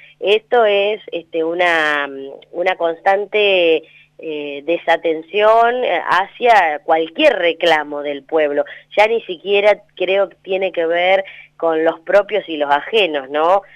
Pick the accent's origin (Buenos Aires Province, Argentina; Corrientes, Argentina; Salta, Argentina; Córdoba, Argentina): Buenos Aires Province, Argentina; General Villegas; la provincia de Buenos Aires, de la que soy parte también, porque soy de General Villegas